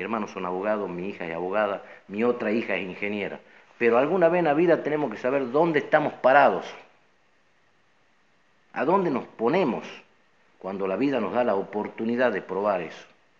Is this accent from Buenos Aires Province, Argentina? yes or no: no; Tartagal, Salta, Argentina; la única facultad de ingeniería de perforación está en mi pueblo, en Tartagal